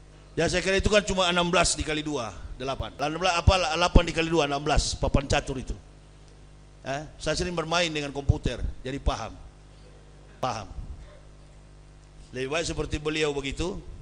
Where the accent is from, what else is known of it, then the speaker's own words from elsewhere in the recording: Manado, North Sulawesi, Indonesia; Kami orang Manado